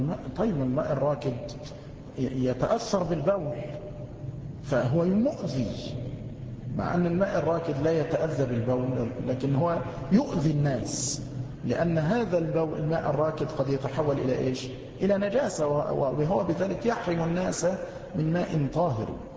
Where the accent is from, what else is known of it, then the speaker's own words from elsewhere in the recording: Egypt; نحن نجد بعض الناس خاصة عندنا في مصر أصحاب البنطلونات